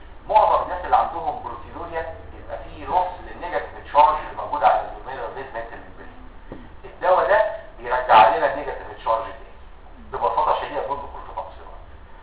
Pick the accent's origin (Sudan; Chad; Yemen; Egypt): Egypt; في دواء نزل سنه 2006 وهيكون عندنا في مصر ان شاء الله السنه الجايه 2009